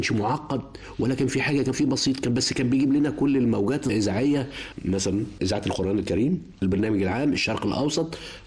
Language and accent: Arabic; Cairo, Cairo Governorate, Egypt; born there; أنا أصلا من المنصورة بس مولود في القاهرة، يعني أسرتي نازحة من المنصورة إلى القاهرة، مولود في القاهرة في حلوان، بس يعني إيه الأصول والجذور من المنصورة.